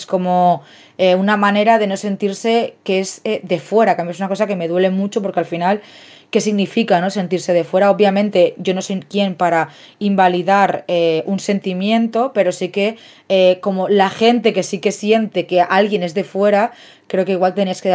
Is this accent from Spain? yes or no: yes; Catalonia, Spain; born there; Yo, por ejemplo, he nacido en Cataluña y no me siento una persona catalana, wow, barretina, wow, castellers, porque mi familia es de Murcia